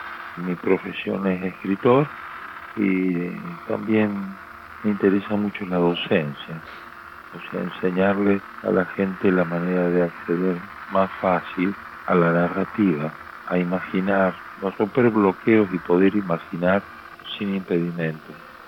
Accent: Camilo Aldao, Córdoba, Argentina; ahí en Camilo Aldao, mi pueblo, en la provincia de Córdoba.

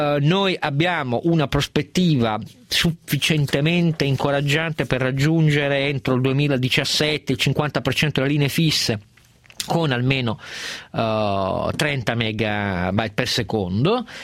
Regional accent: Turin, Piedmont, Italy; io sono torinese

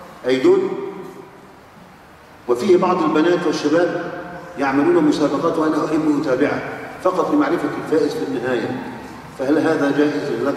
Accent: Egypt; عندنا في مصر

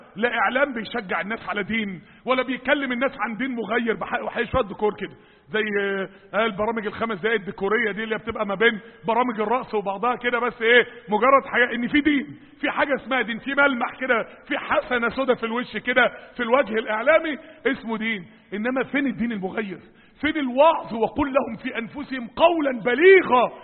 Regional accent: Mansoura, Dakahlia, Egypt; عندنا في المنصورة

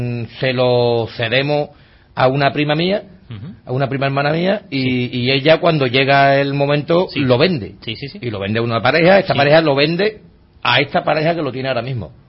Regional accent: Seville, Andalusia, Spain; que nosotros somos un grupo de investigación, pero que somos de Sevilla, que bueno, más o menos lo que es toda Andalucía la tocamos.

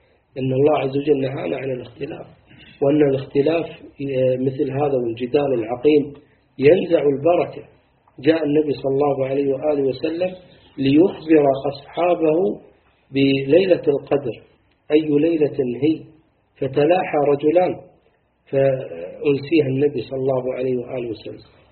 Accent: Kuwait; يعني شيء بديع عندنا في الكويت الحمد لله

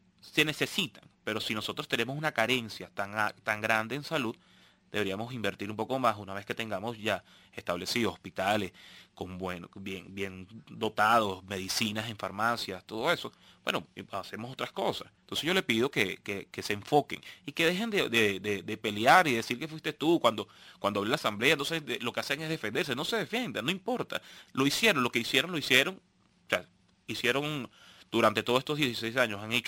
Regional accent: Venezuela; Yo simplemente soy un venezolano más

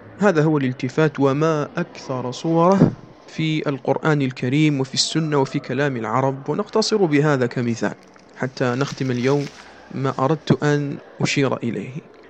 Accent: Algeria; accent: Algerian; وما أكثر هذا في لهجتنا الجزائرية

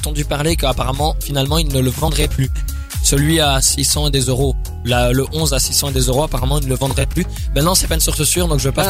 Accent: Arlon, Wallonia, Belgium; Alors, je viens de Arlon.

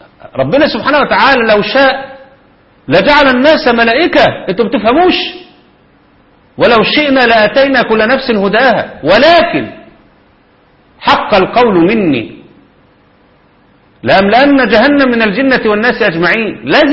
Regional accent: Egypt; لو كان ده حق مشروع زي ما هو كفل الدستور عندنا في مصر

